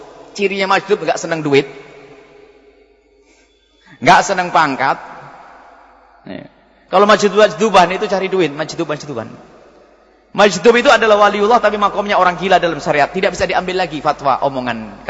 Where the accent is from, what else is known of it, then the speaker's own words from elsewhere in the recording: East Java, Indonesia; Saya Jawa Timur.